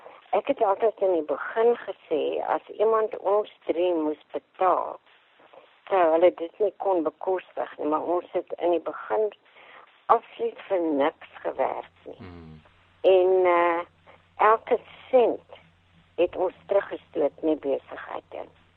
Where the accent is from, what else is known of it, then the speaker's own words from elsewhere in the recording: Transvaal, South Africa; also born or lived in Beaufort West; ek is in Beaufort West gebore, en my pa is vroeg dood, en toe het ons so 10 jaar uit is Transvaal toe getrek, waar my oupa, my ma se pa, dit 'n melkplaas gehad het. En ek het basies op daai melkplaas net buitekant Germiston groot geword.